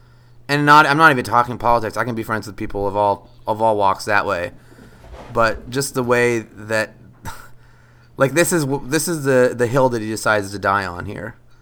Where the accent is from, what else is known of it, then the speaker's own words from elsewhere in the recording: San Diego, California, United States; I hate to break it to you, but I grew up in San Diego